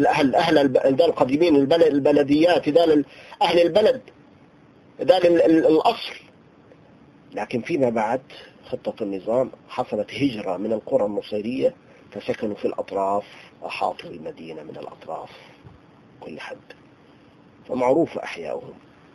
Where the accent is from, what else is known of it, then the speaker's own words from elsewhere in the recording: Tartus, Tartus Governorate, Syria; عايش معهم 20 سنة. فأنا ابن طرطوس